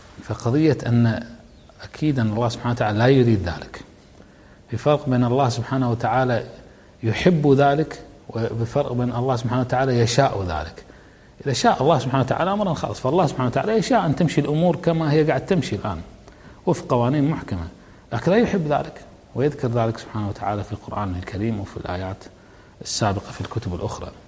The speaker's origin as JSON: {"language": "Arabic", "country": "Kuwait", "said": "عندنا بالكويت نغمة متكررة كل يوم في الجرائد"}